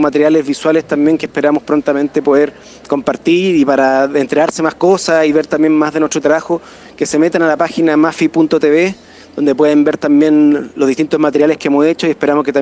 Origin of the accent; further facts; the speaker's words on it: Chile; tiene una influencia en cómo somos como chilenos muy importante